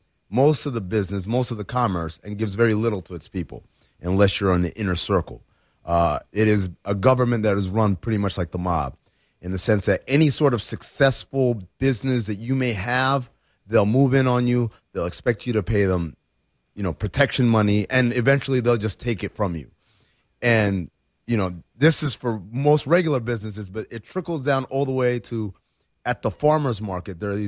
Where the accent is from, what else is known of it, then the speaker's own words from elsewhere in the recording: Sudan; So I'm from Sudan, as many of you maybe know